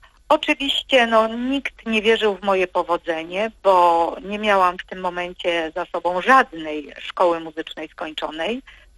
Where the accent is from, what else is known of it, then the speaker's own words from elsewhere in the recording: Maków Podhalański, Lesser Poland, Poland; Zaczęło się wszystko w miasteczku, w którym się wychowywałam, w Makowie Podhalańskim.